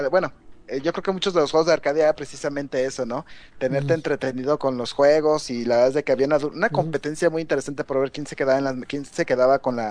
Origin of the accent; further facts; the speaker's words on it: Guadalajara, Jalisco, Mexico; yo como yo viví en, yo mi infancia la viví en Guadalajara